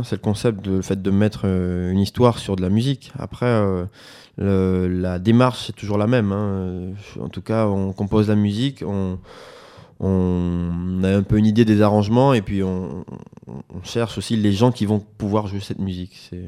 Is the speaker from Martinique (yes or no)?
yes; Martinique; Le créole, ben, de toute façon, c'est parce que je suis martiniquais.